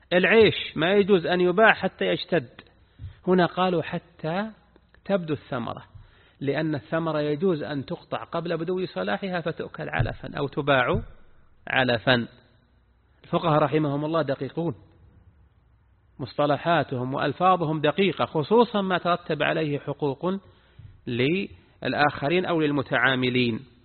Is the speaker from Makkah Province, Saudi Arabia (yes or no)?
no; Al-Qassim, Saudi Arabia; هذا وجد عندنا، نعم عندنا في القصيم وجد من يقضبون الملك بالربع ثلاثة أرباع